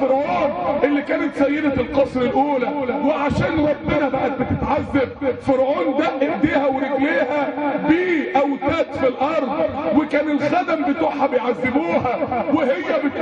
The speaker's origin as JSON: {"language": "Arabic", "town": "Mansoura", "region": "Dakahlia", "country": "Egypt", "said": "وهي بتموت ودوها مستشفى الطوارئ عندنا في المنصورة"}